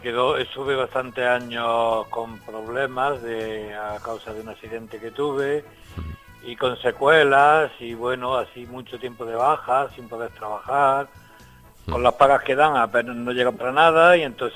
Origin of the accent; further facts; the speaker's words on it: Granada, Andalusia, Spain; born there; moved away; Yo soy nacido en Granada, pero me vine aquí en el año 78.